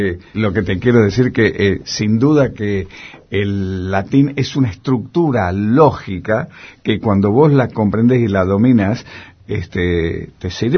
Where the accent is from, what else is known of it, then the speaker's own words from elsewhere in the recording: Tucumán, Argentina; moved away; yo me atrevo a decirlo, que yo salí huyendo de Tucumán.